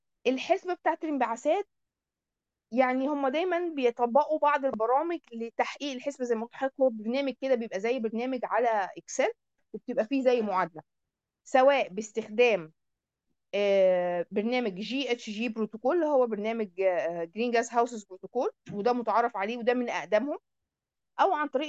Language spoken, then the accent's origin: Arabic; Egypt; وبالتالي بقى في عندنا في مصر الحمد لله جهه بتمنح الكلام ده